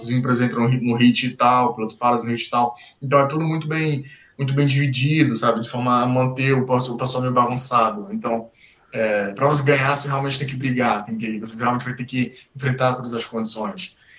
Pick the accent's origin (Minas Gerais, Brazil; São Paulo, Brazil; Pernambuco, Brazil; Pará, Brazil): Pernambuco, Brazil; Recife; Eu sou, não sei se eu já falei, mas eu sou recifense.